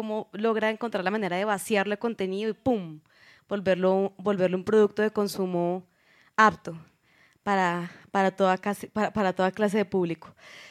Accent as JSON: {"language": "Spanish", "country": "Colombia", "said": "yo como colombiana eligiendo un baile del colonizador español, también fue una cosa... Yo vengo de una familia muy mamerta, muy izquierda"}